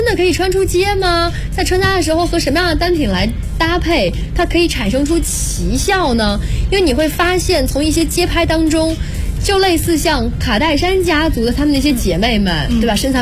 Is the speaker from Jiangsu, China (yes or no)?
yes; Jiangsu, China; 在我的家乡，我是江苏人，我妈妈从小跟我讲的是过了立秋以后就不能下水了